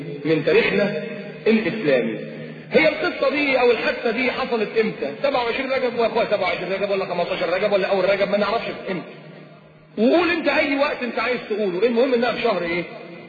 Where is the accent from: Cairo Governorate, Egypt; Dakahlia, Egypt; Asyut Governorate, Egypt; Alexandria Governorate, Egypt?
Alexandria Governorate, Egypt; Alexandria; وتروح التراب عندنا في اسكندريه